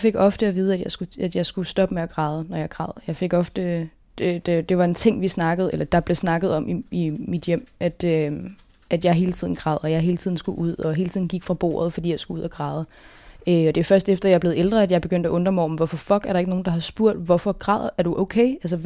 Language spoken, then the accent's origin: Danish; Gentofte, Capital Region of Denmark, Denmark; born there; also born or lived in Østerbro / Ølstykke; Jeg er født i Gentofte. Og så boede jeg på Østerbro i noget tid, sammen med mine brødre og mine forældre. Så flyttede vi til Ølstykke, og der boede vi i nogle år, indtil mine forældre blev skilt, da jeg var 7.